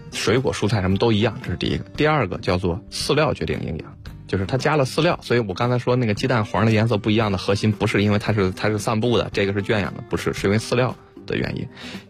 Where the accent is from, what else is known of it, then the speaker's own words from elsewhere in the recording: China; 我是中国人，他是美国人